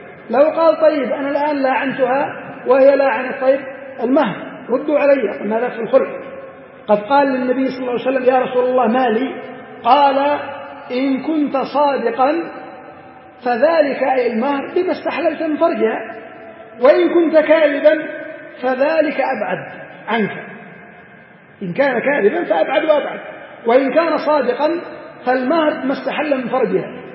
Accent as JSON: {"language": "Arabic", "country": "Yemen", "said": "المهم يختلف هذا من بلد إلى بلد. عندنا في اليمن في بعض الأماكن"}